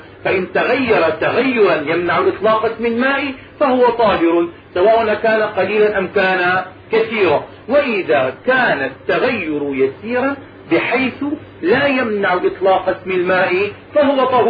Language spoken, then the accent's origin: Arabic; Damascus, Damascus Governorate, Syria; دائما عندنا في دمشق تعزل الأنهار وتنظف في كل سنة